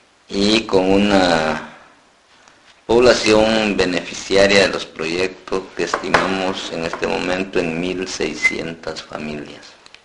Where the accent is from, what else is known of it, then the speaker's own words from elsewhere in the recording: San Antonio Huista, Huehuetenango, Guatemala; soy guatemalteco, originario de un municipio que se ubica en el departamento de Huehuetenango, que se llama San Antonio Huista. Vivimos muy cerca de la frontera con Chiapas.